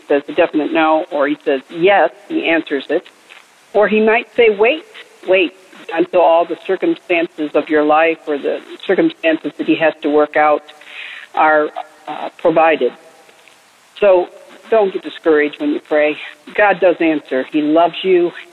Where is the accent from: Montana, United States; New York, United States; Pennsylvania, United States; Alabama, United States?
Alabama, United States; I'm from Alabama. I'm a first-time caller.